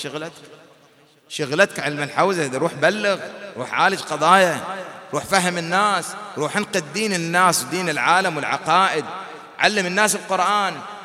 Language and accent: Arabic; Bahrain; وهذه الأمور حادثة عندنا في البحرين